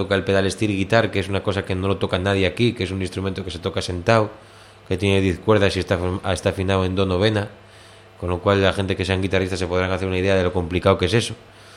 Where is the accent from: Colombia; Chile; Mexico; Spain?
Spain; León, Castile and León; con un compañero de mi pueblo, de León